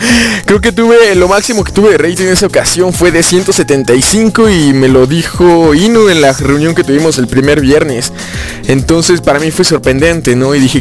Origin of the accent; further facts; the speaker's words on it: Pachuca, Hidalgo, Mexico; Soy de Pachuca, Hidalgo, de aquí del bello país de México.